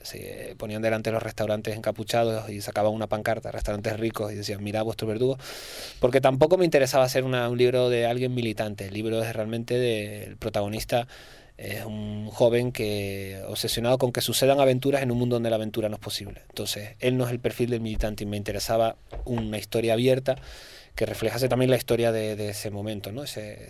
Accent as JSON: {"language": "Spanish", "region": "Canary Islands", "country": "Spain", "said": "yo como canario no digo mirad, miren, ¿no?"}